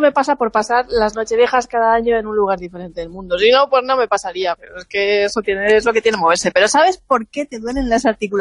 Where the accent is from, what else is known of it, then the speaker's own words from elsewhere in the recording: Alicante, Valencian Community, Spain; Yo, como buena alicantina, borracha y fina, pensaba que eso era cosa de los dibujos animados